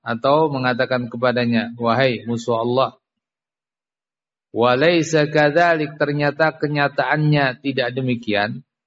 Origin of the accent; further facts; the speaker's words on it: Java, Indonesia; Ya, kita orang Jawa